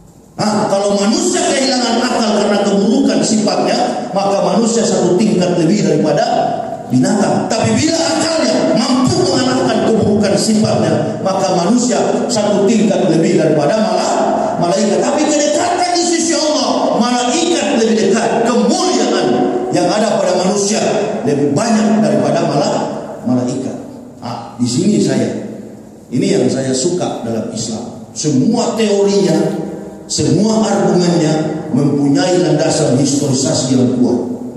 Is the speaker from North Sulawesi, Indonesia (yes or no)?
yes; Manado, North Sulawesi, Indonesia; Kita orang bersaudara, saya kan orang Manado.